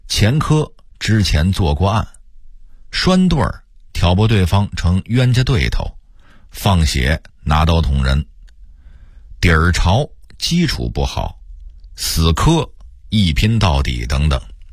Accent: Beijing, China; 我是从小在胡同长大的，老炮儿这个词儿从小就说

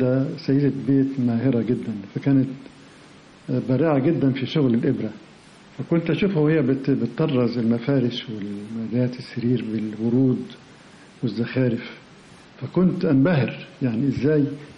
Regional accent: Alexandria, Alexandria Governorate, Egypt; now in Cairo, Egypt; احنا هاجرنا من اسكندرية إلى القاهرة مخصوص علشان ألتحق بمدرسة الفنون

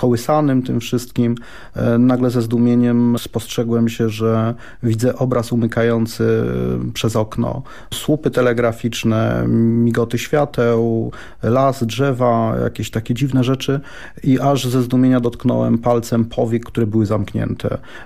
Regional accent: Lublin, Lublin Voivodeship, Poland; Ja wychowywałem się w Śródmieściu, ulica Żwirki Wigury, tuż pod kinem Grunwald, pod GKO

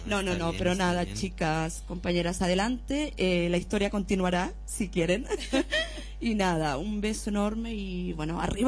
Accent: Chile; moved away; Y siempre, siempre, desde que salí de Chile, con la idea de legalizarme para poder viajar

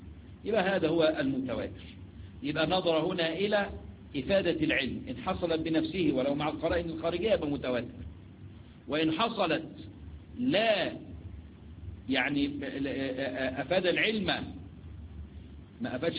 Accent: Egypt; جماعة اللي هم اللي احنا عندنا في مصر بنسميهم يعني على الله

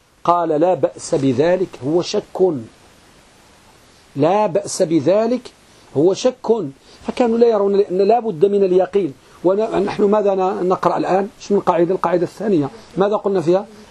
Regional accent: Morocco; ولا سيما أخص بلادنا المغرب

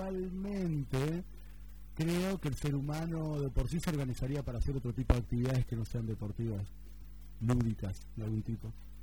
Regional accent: Necochea, Buenos Aires Province, Argentina; Soy de Necochea.

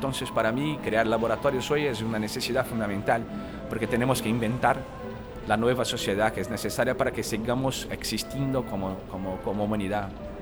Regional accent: Brazil; Spanish is a second language; de Brasil

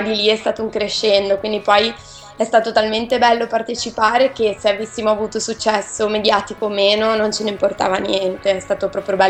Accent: Recco, Liguria, Italy; now in Milan, Italy; Vengo da Recco, però mi sono trasferita qua per studiare e poi per lavorare in futuro.

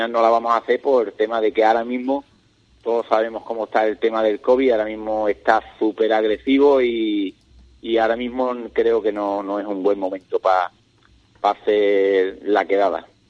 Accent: Ubrique, Andalusia, Spain; Yo me siento como si fuera de Jimera, pero soy corredor y soy de Ubrique.

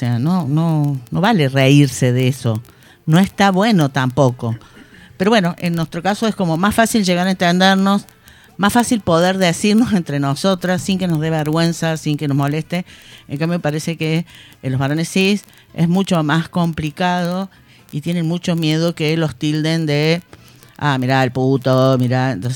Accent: Córdoba, Argentina; No, sabes que yo soy cordobesa

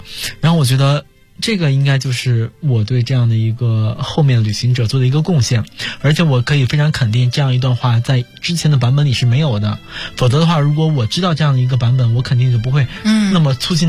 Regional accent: China; 我觉得 作为一个中国人还是应该出手相助的。

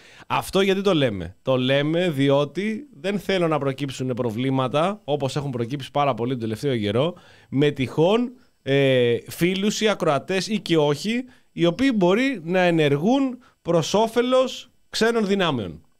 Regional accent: Greece; Είμαι Έλληνας, είμαι πατριώτης.

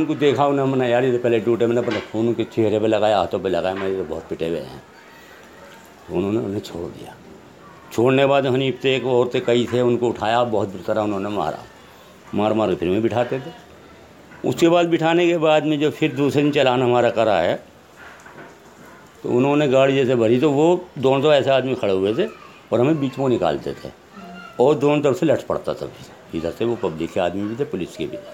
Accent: Hashimpura, Uttar Pradesh, India; میں ہاشم پورہ کے رہنے والا ہوں، میرا بچپن ابھی یہیں کا ہے

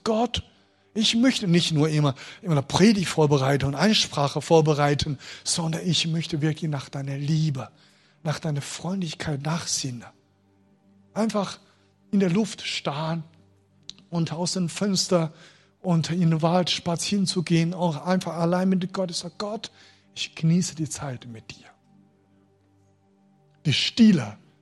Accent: China; German is a second language; Besonders chinesische Christen. Also die Chinesen sind, ich würde sagen, also mein Volk hatte die Gabe, geduldig zu sein.

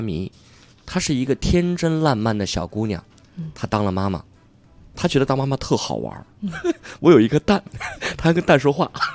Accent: Beijing, China; 是我们北京人非常优秀的演员

